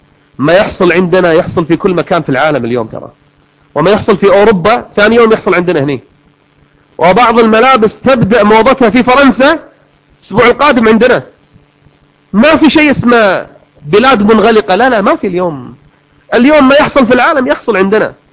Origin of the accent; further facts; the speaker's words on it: Kuwait; حنا عندنا في الكويت البوية البنت المسترجلة، كل واحد له لغته ولهجته